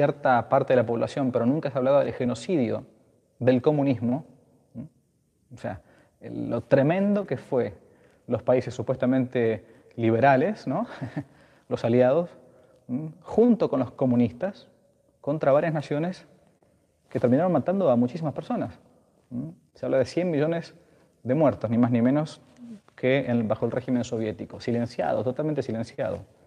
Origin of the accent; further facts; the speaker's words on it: Argentina; En mi país, Argentina, se recuerdan falsamente cada 24 de marzo, ¿no?